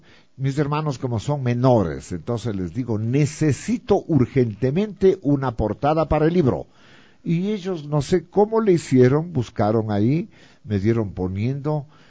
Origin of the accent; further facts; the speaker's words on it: Latacunga, Cotopaxi, Ecuador; now in Quito, Ecuador; De Latacunga. Yo soy oriundo de Latacunga. Mi papá es oriundo de Cuenca por Cordero. Se vino de Cuenca a estudiar por la provincia de Cotopaxi, se enamoró de mi mamá y se quedó para siempre por ahí. Entonces nacimos nosotros